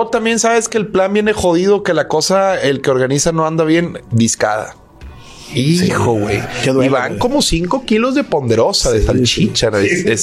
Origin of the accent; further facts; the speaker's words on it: Monterrey, Nuevo León, Mexico; como regios que somos